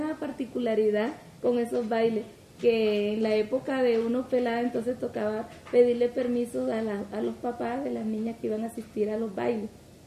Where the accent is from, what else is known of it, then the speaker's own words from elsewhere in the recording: San Martín de Loba, Bolívar, Colombia; Más porque eso era más en esa calle, el Carmen, en el, la calle donde yo nací.